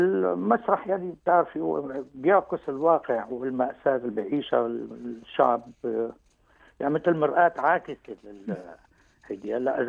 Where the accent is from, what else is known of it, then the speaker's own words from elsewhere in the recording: Latakia, Latakia Governorate, Syria; حي الطابيات عندنا في اللاذقية